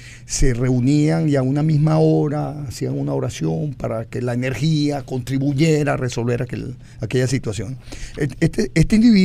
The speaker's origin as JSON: {"language": "Spanish", "country": "Venezuela", "said": "Sí, como somos los venezolanos."}